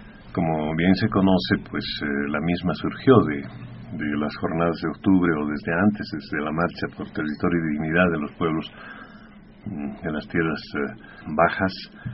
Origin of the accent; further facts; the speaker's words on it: Sucre, Chuquisaca, Bolivia; now in La Paz, Bolivia; si bien no estoy en mi ciudad natal, que es Sucre, pues temporalmente acá estoy en La Paz, como estuve durante otras ocasiones.